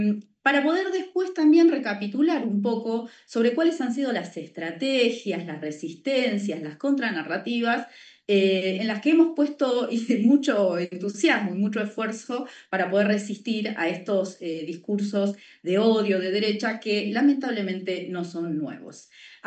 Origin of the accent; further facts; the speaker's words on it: Veracruz, Mexico; soy de Veracruz, México